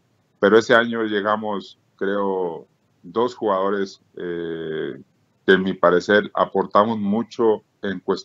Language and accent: Spanish; Mexico; como mexicanos, los que tenemos ese arraigo con nuestro país, nos sintamos arropados, nos sintamos respaldados.